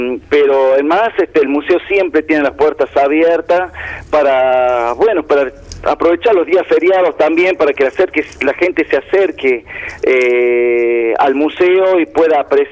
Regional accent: La Rioja, Argentina; de las cosas que nos sucedieron a nosotros como riojano en algún momento de la historia.

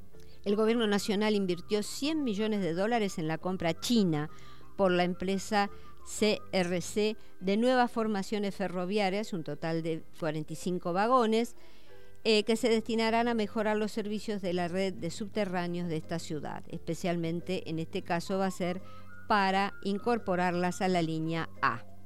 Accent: Argentina; Hoy, como argentino y expendedor que hace más de 40 años que estoy en el rubro, estoy más que contento.

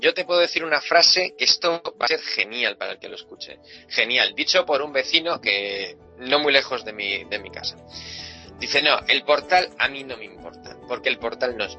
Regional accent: Spain; si éramos felices en nuestra locura, en nuestra psicodelia de somos españoles

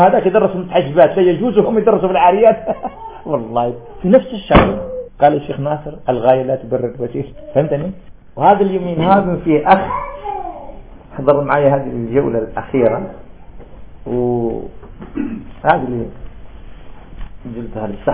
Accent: Algeria; طالب علم عندنا في الجزائر

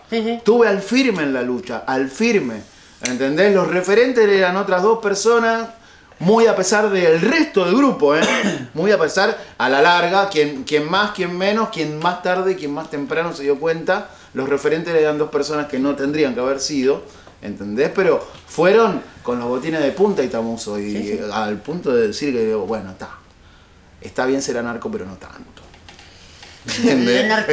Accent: Buenos Aires, Argentina; Porque yo soy como porteño bastante mal hablado.

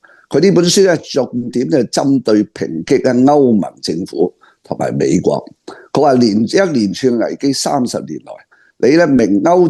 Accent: Hong Kong; 我哋香港人出到一個咧咁英明嘅領袖

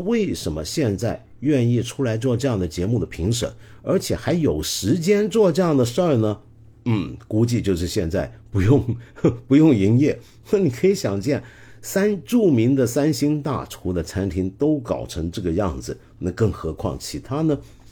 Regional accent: Guangdong, China; 就拿我们广东人最很简单的一道菜

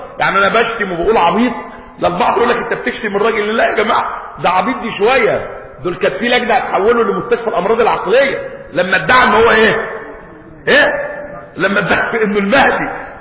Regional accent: Egypt; احنا عندنا في مصر تقريبا فوق ال 80 مليون ميزو.

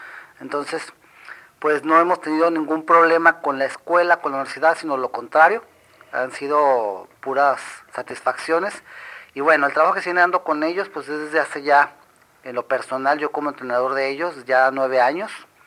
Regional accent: Monterrey, Nuevo León, Mexico; Yo no soy de Ensenada, yo tengo 9 años aquí en Baja California, soy de Monterrey

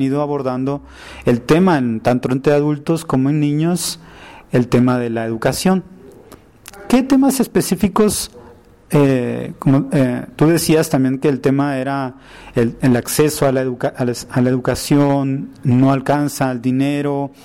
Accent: Guatemala; como familias, como guatemaltecos y guatemaltecas, podamos promover el tema de la adopción

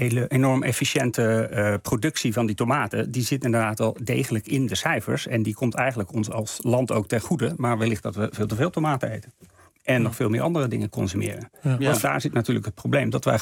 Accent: Netherlands; Wij als Nederlanders zijn rijk, we hebben een enorme welvaart.

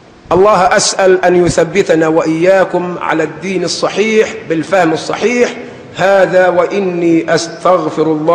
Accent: Sharqia Governorate, Egypt; السمن توضع عندنا نحن أبناء الشرقية في إناء مخخر بنسميه محلبة

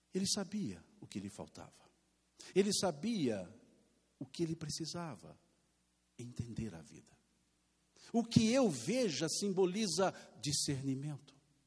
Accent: Minas Gerais, Brazil; Se fosse aqui em Minas, a Marta, como mineiro que somos

